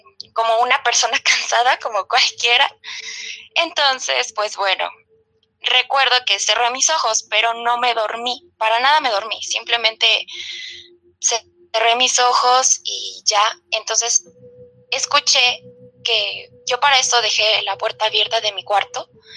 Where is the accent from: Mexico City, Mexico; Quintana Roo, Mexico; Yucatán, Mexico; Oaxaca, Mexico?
Mexico City, Mexico; Tláhuac; de México. Soy de Tlahuita la Bella.